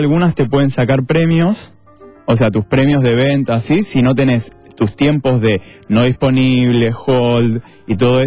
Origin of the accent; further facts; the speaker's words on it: San Martín, Argentina; Yo soy de San Martín.